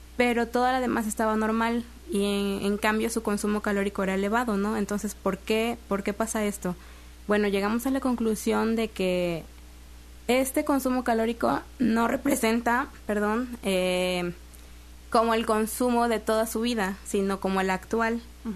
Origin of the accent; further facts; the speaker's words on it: Texistepec, Veracruz, Mexico; Soy originaria de un pueblo llamado Texistepec, está cerca de Acayucan, uh-huh. o de Coatzacoalcos, para los que se quieran ubicar mejor.